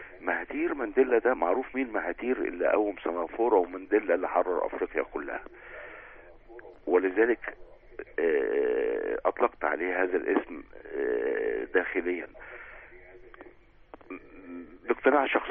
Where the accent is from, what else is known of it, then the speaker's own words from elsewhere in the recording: Upper Egypt, Egypt; أنا راجل صعيدي من أصل مهاجر من السويس، يعني حتى النخاع بحب تراب بلدي.